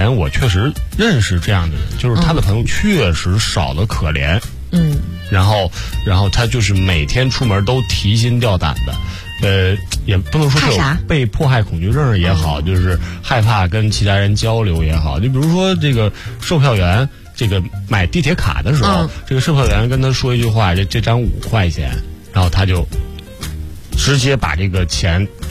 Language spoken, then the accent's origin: Chinese; China